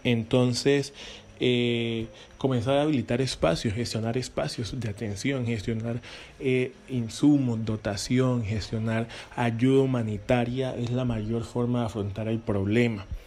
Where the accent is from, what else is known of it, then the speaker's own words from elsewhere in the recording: Buenaventura, Valle del Cauca, Colombia; nos permite, al menos como bonaerense, poder decir y reclamar que necesitamos recursos para inversión en materia de salud